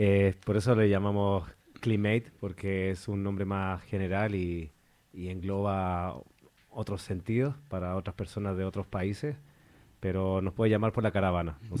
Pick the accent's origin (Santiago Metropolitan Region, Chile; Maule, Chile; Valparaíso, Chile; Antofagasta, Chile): Valparaíso, Chile; now in Spain; Nosotros somos chilenos, los tres somos amigos de Valparaíso, una región que acaba de ser afectada por un gran incendio.